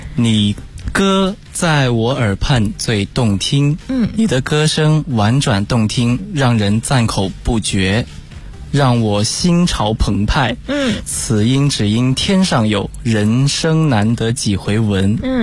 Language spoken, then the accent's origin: Chinese; Foshan, Guangdong, China; 我来自广东佛山。